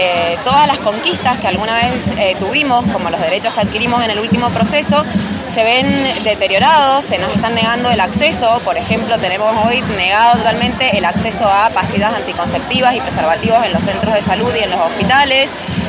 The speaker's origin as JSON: {"language": "Spanish", "region": "Mendoza", "country": "Argentina", "said": "una vez más la sociedad mendocina nos organizamos"}